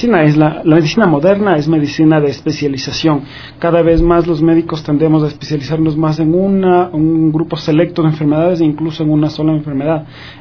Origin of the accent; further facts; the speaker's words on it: Ecuador; moved away as an adult; Yo cuando me fui de Ecuador, mi idea desde el momento que me fui hasta el día que pude volver era regresar a trabajar en el Ecuador y regresar a trabajar en mi hospital, en el Hospital Eugenio Espejo, que es donde me formé como médico general.